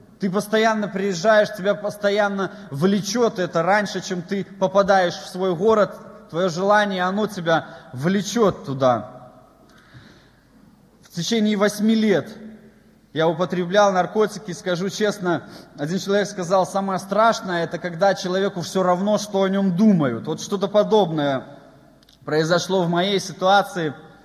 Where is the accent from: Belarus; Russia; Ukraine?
Belarus; Svetlahorsk, Gomel Region; born there; Мне 27 лет, и я родился в Белоруссии, в Светлогорске. И скажу, в нормальной семье родители рабочие, простые